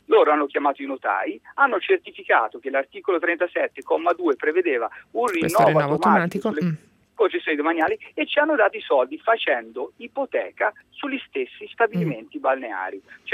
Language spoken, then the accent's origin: Italian; Tuscany, Italy; Io le parlo da toscano, che in Toscana, in Viareggio, in Versilia, ma in Toscana in generale abbiamo ogni tipo di offerta.